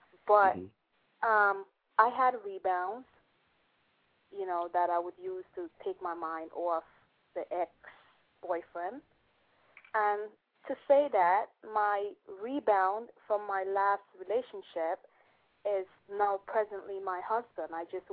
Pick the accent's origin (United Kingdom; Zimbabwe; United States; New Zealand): United Kingdom; I'm not Jamaican. I am from.